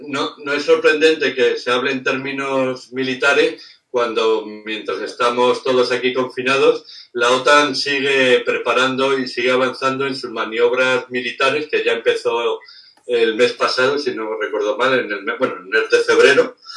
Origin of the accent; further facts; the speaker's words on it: Castilla-La Mancha, Spain; A mí me consta que en mi pueblo ahí en Toledo